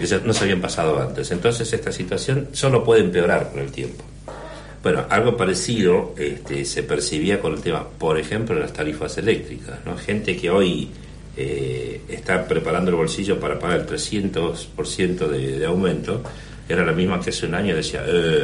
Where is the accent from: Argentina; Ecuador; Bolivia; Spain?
Argentina; porque yo como buen argentino iba dejando